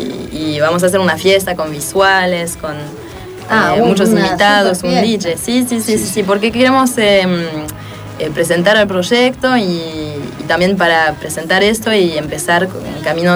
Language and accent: Spanish; France; moved away as an adult; now in Argentina; De Francia.